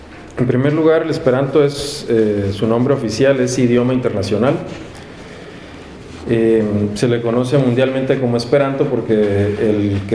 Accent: Mexico; born there; first language Spanish; yo nací en México, y el idioma que aprendo, el idioma que usan mis padres, pues es el español.

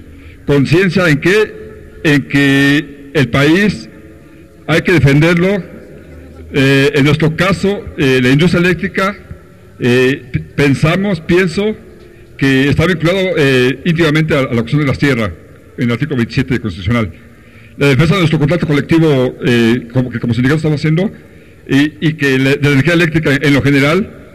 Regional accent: Amecameca, State of Mexico, Mexico; Yo soy de electricista, soy obrero y también soy aquí de Ameca Meca, de Centlalpan.

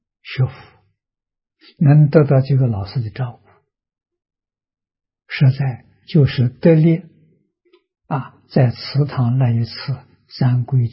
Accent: Tongcheng, Anhui, China; 我们家乡是桐城派的发源地。啊，所以在明清两代啊，文风很盛啊，乡下小孩都念书啊，私塾嘛，我们家乡私塾很多啊，我六七岁还上过私塾啊

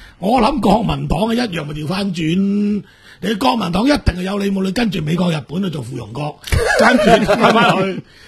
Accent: Macau; 我哋澳門人啊，當年經過台灣走去日本做生意嗰陣時

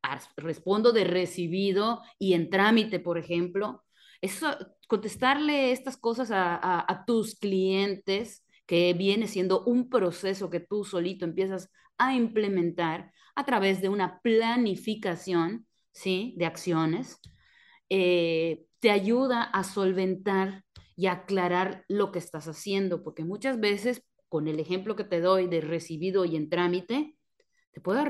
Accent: Mexico; como buenos mexicanos nos da pena cobrar

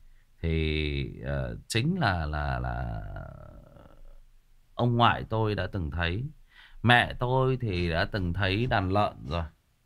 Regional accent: Hưng Yên, Vietnam; Hưng Yên, đúng rồi, ở Hưng Yên, ở quê mình, quê của mình là Hưng Yên đó Trường Duy, quê ngoại của mình luôn đó

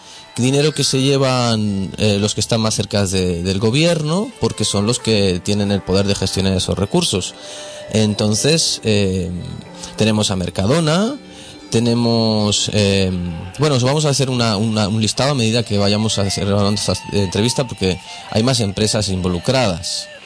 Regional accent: Spain; Y nosotros como españoles o como gente que vive en este estado

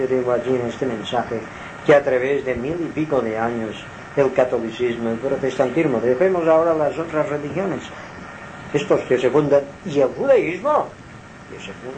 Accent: Balearic Islands, Spain; somos aquí de Mallorca, pero en Mallorquín, sí, en los Chuetas

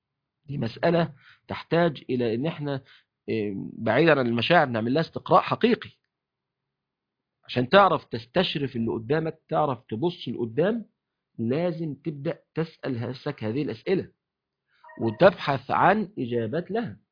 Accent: Egypt; يعني احنا عندنا في مصر مثلا

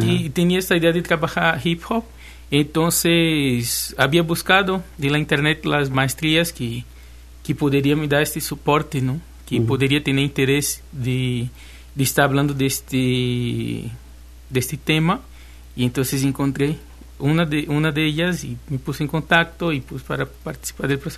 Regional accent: Recife, Pernambuco, Brazil; Spanish is a second language; now in Xalapa, Mexico; De Recife.

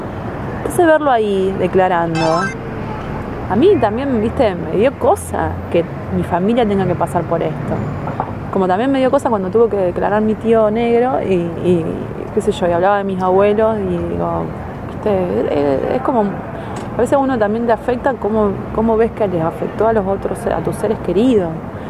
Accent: Ramallo, Buenos Aires Province, Argentina; Mi pueblo es chiquito, entonces mi pueblo fue todo, están todos convulsionados. Y ahora con el juicio, me hicieron un par de entrevistas a unos amigos míos que son un compañero en otro de comunicación, entonces salió en el diarito de Ramallo

